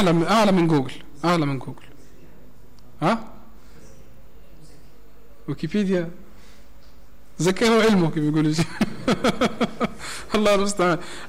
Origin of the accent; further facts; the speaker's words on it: Tunisia; وهذه زادة مشهورة يسر عندنا في تونس